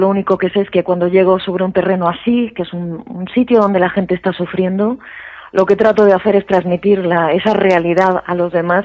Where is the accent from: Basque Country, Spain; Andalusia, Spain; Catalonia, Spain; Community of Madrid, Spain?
Andalusia, Spain; Granada; Yo que soy de Granada